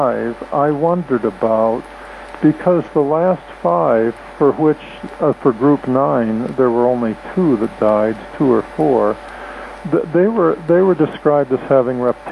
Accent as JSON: {"language": "English", "region": "Wisconsin", "country": "United States", "tie": "born or raised there", "said": "And even though I grew up in Wisconsin, I was shivering my bum."}